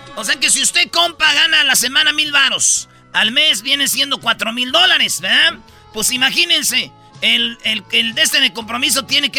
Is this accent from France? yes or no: yes; France; en Inglaterra, en Estados Unidos, Francia, de donde yo soy